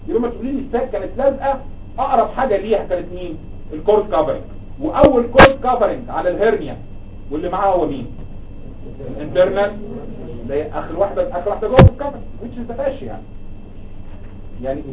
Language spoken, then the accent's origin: Arabic; Egypt; انت عندنا في مصر